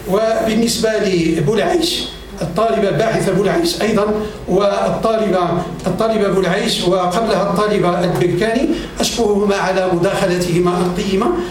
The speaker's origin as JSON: {"language": "Arabic", "country": "Morocco", "said": "ويجعل بلدنا المغرب وأوكرين يعني نافذة للانفتاح العظيم"}